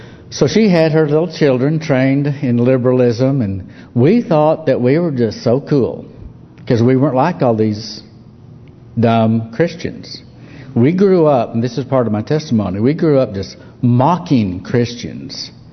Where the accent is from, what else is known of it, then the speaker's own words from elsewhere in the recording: Lubbock, Texas, United States; born there; Well, I was born in 1951. So I have him beat. I was born in Lubbock, Texas. And Lubbock is the most Republican, conservative county in all of Texas.